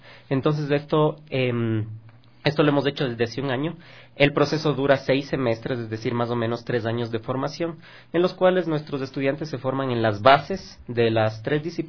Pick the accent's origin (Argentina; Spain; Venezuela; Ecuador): Ecuador; lo que somos como personas, como ecuatorianos, como artistas.